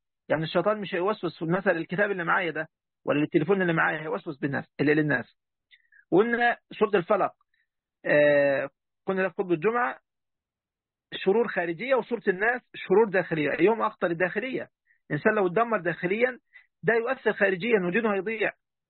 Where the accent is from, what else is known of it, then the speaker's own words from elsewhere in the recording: Egypt; طبعا يا جماعه 5 وخميسة دي عندنا في مصر، ربنا يهدينا يعني هنا ويهدي جميع المسلمين والمسلمات يا رب.